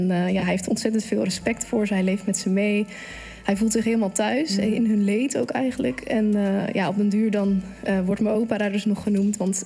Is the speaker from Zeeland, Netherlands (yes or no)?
yes; Zeeland, Netherlands; dat zou ik als echte Zeeuw zeggen